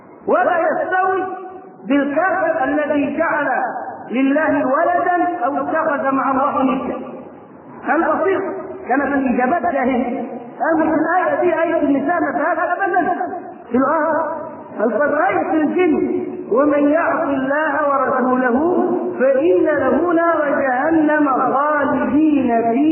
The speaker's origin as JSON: {"language": "Arabic", "country": "Egypt", "tie": "born or raised there", "said": "وبدا ينتشر فكر التكفير في قرى مصر ومدنها وصل الى قريتنا"}